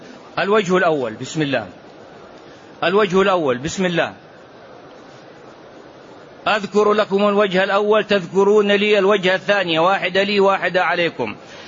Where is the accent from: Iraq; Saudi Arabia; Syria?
Saudi Arabia; Mecca, Makkah Province; born there; ومحدثكم من مواليد مكة،